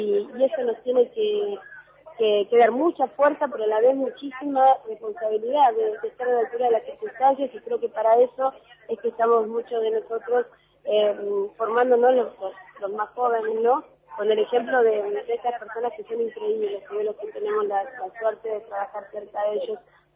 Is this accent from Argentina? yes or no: yes; Argentina; sentirnos parte, no solamente como argentinos, sino como parte de América Latina. Yo te digo, lo veo, soy joven